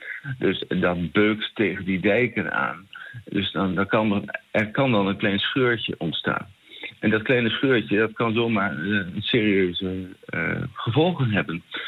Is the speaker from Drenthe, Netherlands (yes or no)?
no; Kampen, Overijssel, Netherlands; Ik kom zelf dan uit Kampen